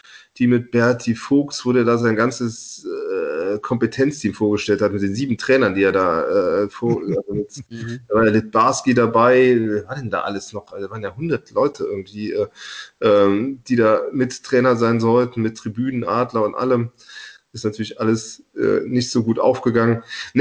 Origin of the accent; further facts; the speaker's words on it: Rhineland-Palatinate, Germany; Klaus Toppmöller, der ist aus Rivenich, das ist ungefähr 8 Kilometer von meinem Heimatort weg. Also da hatten wir so eine Mosellaner-Beziehung